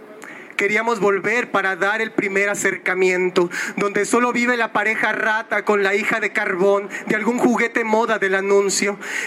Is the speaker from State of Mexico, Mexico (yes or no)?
yes; Ecatepec, State of Mexico, Mexico; El Estado de México y el municipio de donde yo vengo, Ecatepec, es el número uno en homicidios de mujeres